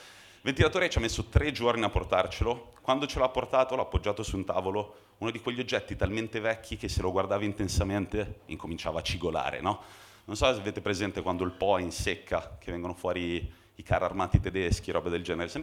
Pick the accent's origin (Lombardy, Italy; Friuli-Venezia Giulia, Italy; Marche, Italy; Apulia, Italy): Marche, Italy; Io personalmente quando ero piccolo andavo al mare nelle Marche, perché sono nato e cresciuto nelle Marche